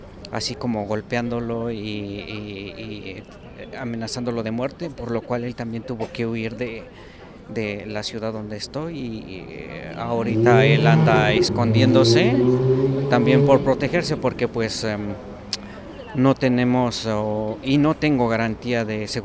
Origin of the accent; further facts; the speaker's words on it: Mexico; moved away; yo salí de México por cuestiones de seguridad